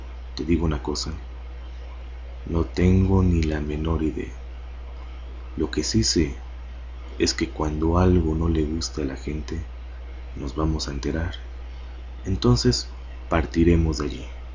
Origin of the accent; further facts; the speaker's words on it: Mexico; acá, en México, de donde soy originario.